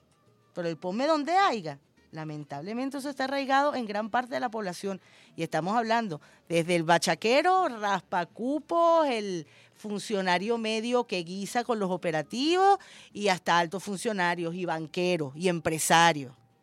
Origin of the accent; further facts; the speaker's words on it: Venezuela; Yo sí soy venezolano.